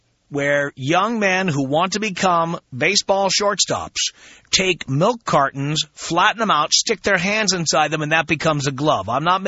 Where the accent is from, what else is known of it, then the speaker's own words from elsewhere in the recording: New York City, New York, United States; By the way, I grew up in the South Bronx.